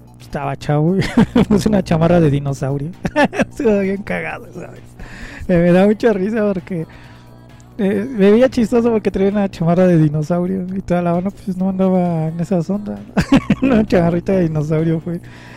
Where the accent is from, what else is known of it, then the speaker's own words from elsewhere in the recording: Culhuacán, Mexico City, Mexico; es hablar parte de mi adolescencia aquí en Culhuacán.